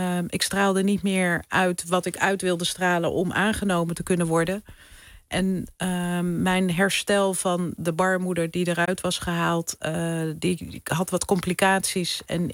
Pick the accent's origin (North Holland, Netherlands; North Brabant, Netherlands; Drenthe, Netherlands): North Holland, Netherlands; mijn vader die is huisarts geweest. Mijn moeder verpleegkundige. Ik ben in het Gooi opgegroeid. En we woonden altijd heel groot, ruim.